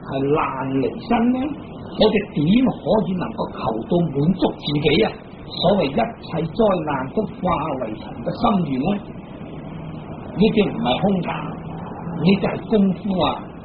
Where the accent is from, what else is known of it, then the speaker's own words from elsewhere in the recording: China; 我哋中國人啊，就係中國人啊嘛。